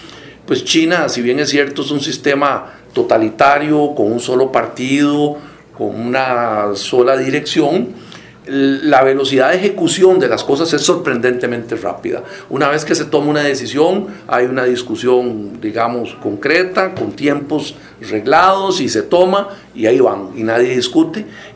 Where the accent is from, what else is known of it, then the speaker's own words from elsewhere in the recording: Costa Rica; como sociedad costarricense